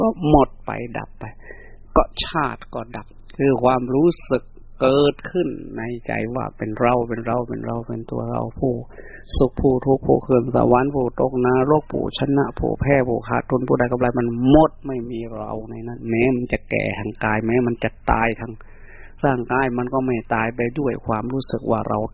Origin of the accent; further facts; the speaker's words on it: Isan, Thailand; ยินดีด้วยที่ใช้ชื่อภาษาบ้านเราคนเป็นคนอีสานบ้านเฮาเดี๋ยวเนาะ